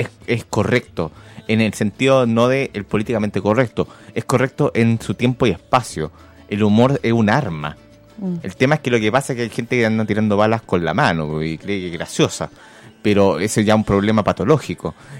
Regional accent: Chile; Como chilenos nos hemos puesto grave

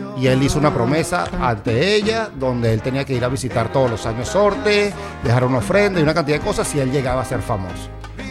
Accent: Venezuela; Tiene que ver con mi tierra.

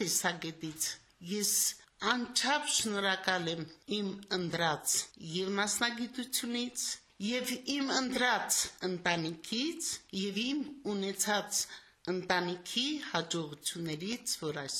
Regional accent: Samtskhe-Javakheti, Georgia; moved away; also born or lived in Shushi; ես ասում եմ ավելի շատ ես Ղարաբաղցի եմ, քան Ջավախցի։

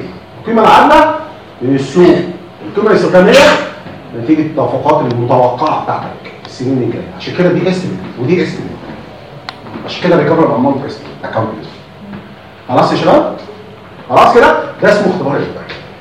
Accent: Egypt; مشكلتنا ان احنا كمصريين في اي حاجه جديده بنحب نقفل عليها

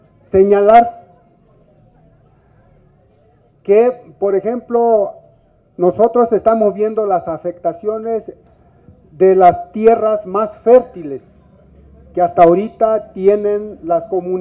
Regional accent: Mesa del Nayar, Nayarit, Mexico; first language Cora; Spanish is a second language; Yo soy de Mesa del Nayar, soy Nayeri, Cora. Yo hablo mi lengua Cora. No estoy viviendo en donde se pretende poner la cortina, sino que a unos 20 kilómetros o más

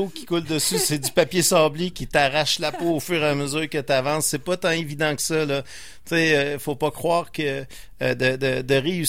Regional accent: Repentigny, Quebec, Canada; j'ai été au collège Repentigny. Je viens de Repentigny.

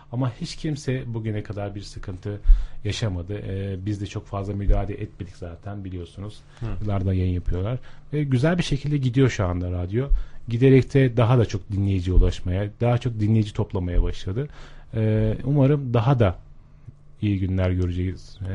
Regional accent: Erzurum, Turkey; Ben daha önce Erzurum'da görev yapıyordum ve Erzurumluyum.

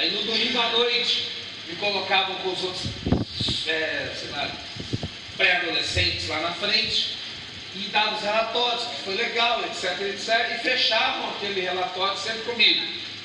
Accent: Belo Horizonte, Minas Gerais, Brazil; eu sou de Belo Horizonte, meus pais são missionários há 50 anos, fizemos 50 anos de casado também, eles são missionários batista, eu cresci em igreja

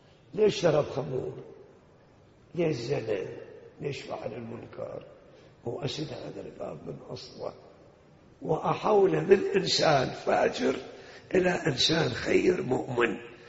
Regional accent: Iraq; احنا حدنا في لهجتنا العراقيين يقول كل شي دين بدين حتى دمعة العين

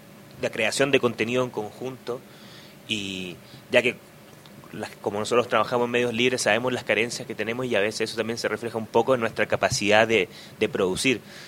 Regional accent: Chile; una experiencia de donde yo vengo de Chile

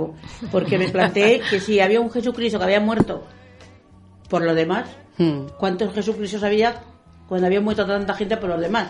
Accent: Madrid, Community of Madrid, Spain; ¿Qué pasaba en mi pueblo es Madrid, pero fundamentalmente...

